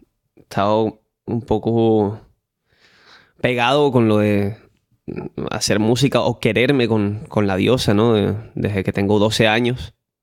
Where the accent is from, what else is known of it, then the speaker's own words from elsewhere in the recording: Caracas, Capital District, Venezuela; now in Spain; yo soy de Caracas, Venezuela, nacido ahí. La verdad es que hay un poquito de mezcla de sangre, pero bueno, la hay por supuesto de mi tierra, a la que quiero. He vivido en 4 países hasta ahora y llevo un tercio de mi vida en España